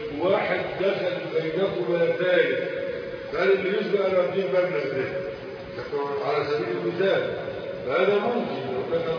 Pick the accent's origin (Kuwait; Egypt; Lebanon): Egypt; وهذا الأمر كان منتشر عندنا في مصر